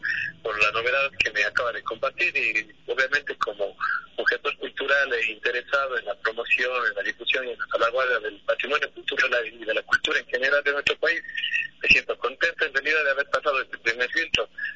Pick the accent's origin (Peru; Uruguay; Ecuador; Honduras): Ecuador; Cuenca, Azuay; yo soy de Cuenca, de La Suárez, pero trabajo en Loja.